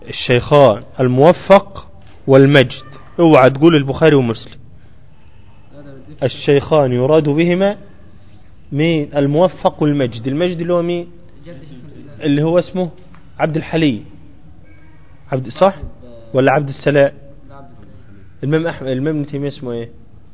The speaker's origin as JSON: {"language": "Arabic", "country": "Egypt", "said": "أيوة زي الإمام الأكبر عندنا في مصر."}